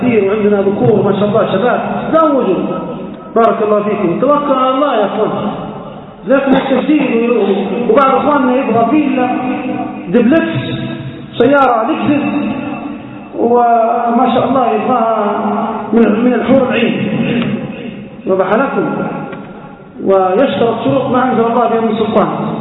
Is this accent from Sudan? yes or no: no; Libya; يصير الطلاق عندنا في ليبيا كل 3 دقائق